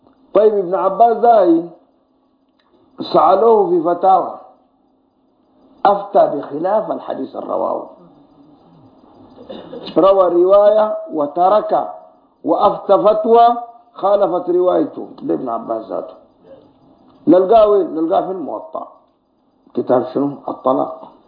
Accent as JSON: {"language": "Arabic", "country": "Sudan", "said": "كان بيفتي بهذا الحديث دائما في الإذاعة والتلفزيون عندنا في السودان"}